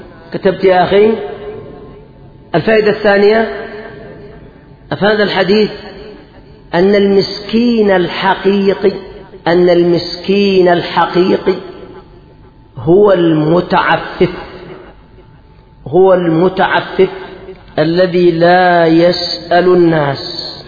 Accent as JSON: {"language": "Arabic", "country": "Yemen", "said": "هذا الحاصل عندنا في اليمن"}